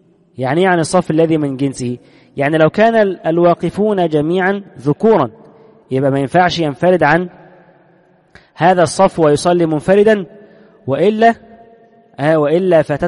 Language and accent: Arabic; Egypt; عندنا في مصر سنجد أن حتى عامة الناس متأثرون